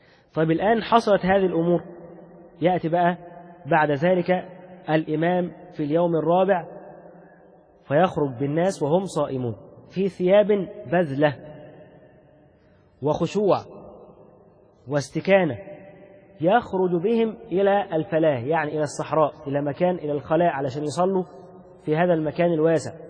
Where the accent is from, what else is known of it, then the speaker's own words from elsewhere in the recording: Egypt; شوف لما احنا بالنسبة لنا حتى كمصريين بسبب كثرة المعاصي اللي انتشرت فينا